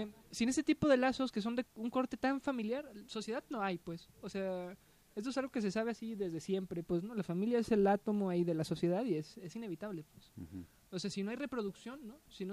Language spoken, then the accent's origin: Spanish; Mexico; born there; lo mexicano no es lo que tenemos los que nacimos en México.